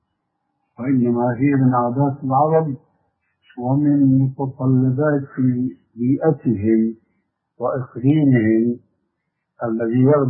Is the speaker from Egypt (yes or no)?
no; Syria; المقصود عندنا في سوريا مثلا يسمون الشاروخ أو يسمون الصندل أو ما شابه ذلك.